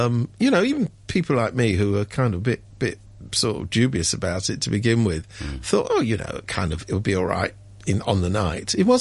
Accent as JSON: {"language": "English", "country": "United Kingdom", "said": "I come from Britain, so I know about that."}